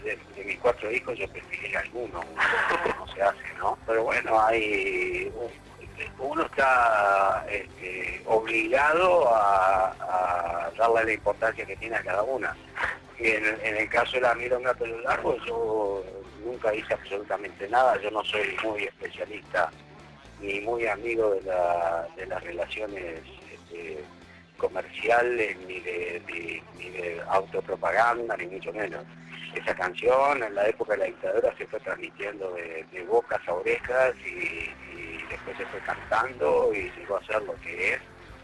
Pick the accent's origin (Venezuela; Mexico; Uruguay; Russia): Uruguay; also born or lived in Switzerland; estuve en el medio de Europa, en Suiza, durante 5 años y me di cuenta que en Suiza yo miraba el paisaje y en mi país, en Uruguay, con el mate y el termo bajo el brazo, yo era parte del paisaje